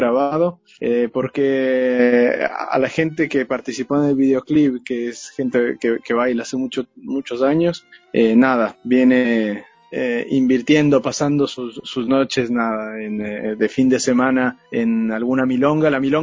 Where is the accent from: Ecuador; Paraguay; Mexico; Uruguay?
Ecuador; estamos Julio, Juliana y yo, que somos ecuatorianos